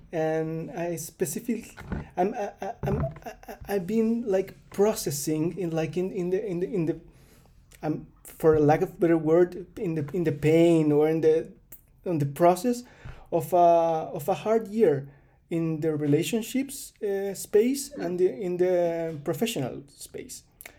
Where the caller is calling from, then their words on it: Chile; I'm calling from Chile